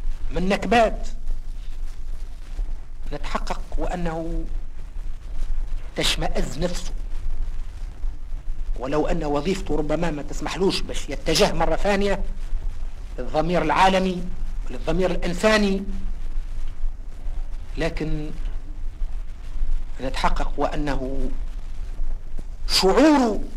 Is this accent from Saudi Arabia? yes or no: no; Tunisia; أقول هذا الكلام لا بصفتي تونسي فقط